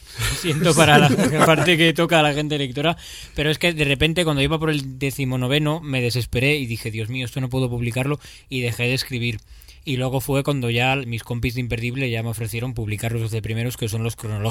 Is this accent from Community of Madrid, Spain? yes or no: yes; Alcalá de Henares, Community of Madrid, Spain; now in Valencia, Spain; Pues yo vivo en Valencia desde 7 años, pero soy de Alcalá de Henares y he vivido muchos años en Madrid